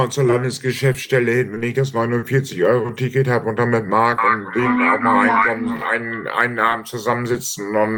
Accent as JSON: {"language": "German", "town": "Brunsbüttel", "region": "Schleswig-Holstein", "country": "Germany", "said": "Brunsbüttel. Ich wohne in Schleswig-Holstein, ich bin Brunsbüttler."}